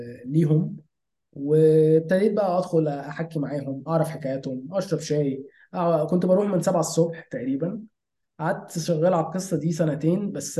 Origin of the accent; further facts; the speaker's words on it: Minya, Minya Governorate, Egypt; انا اصلا من المنيا ومع ذلك انا زرتها كذا مرة وانا صغير